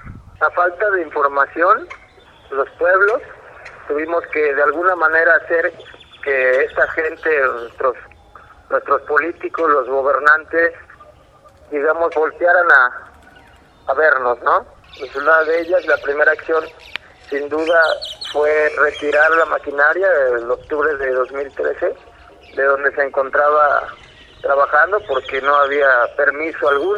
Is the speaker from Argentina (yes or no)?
no; Jalcomulco, Veracruz, Mexico; soy de Jalcomulco, Veracruz.